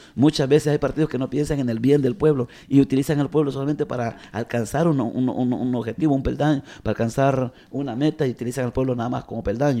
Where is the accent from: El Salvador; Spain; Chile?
El Salvador; En mi caso como salvadoreño, un sacerdote que se identificara con los campesinos